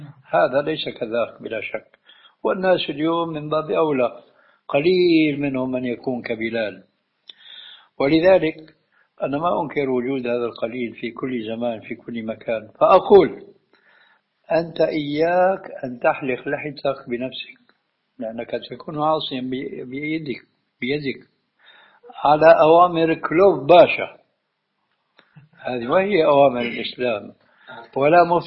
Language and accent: Arabic; Syria; عندنا في الشام وقعت الحادثة التالية